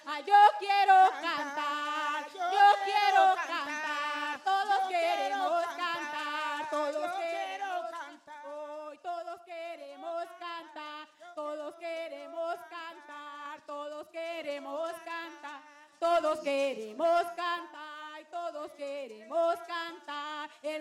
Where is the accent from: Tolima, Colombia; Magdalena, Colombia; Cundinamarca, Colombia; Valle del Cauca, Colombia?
Valle del Cauca, Colombia; Cali; Desde el oriente de Cali, nosotros somos las mujeres de la Casa Cultural del Chontaduro.